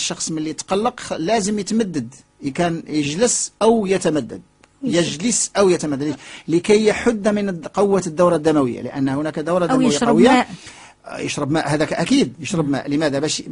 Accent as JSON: {"language": "Arabic", "country": "Morocco", "said": "والان عندنا في المغرب فصيل دموي مصابين بامراض القلب والشرايين"}